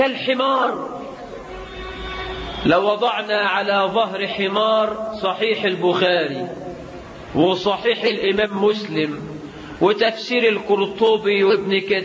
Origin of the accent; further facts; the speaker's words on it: Egypt; واجعل بلدنا مصر آمنة مطمئنة رخاء سخاء